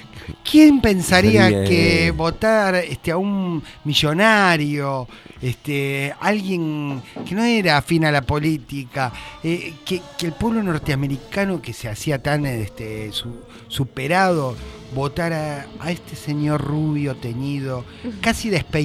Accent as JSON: {"language": "Spanish", "country": "Argentina", "said": "Pero ¿cómo somos los argentinos también?"}